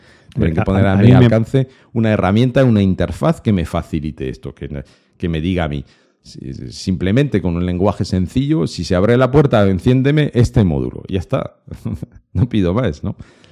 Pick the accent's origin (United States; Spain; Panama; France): France; Lyon, Auvergne-Rhône-Alpes; Spanish is a second language; hay un salón de domótica robótica que se hace en mi tierra, en Lyon, todos los años.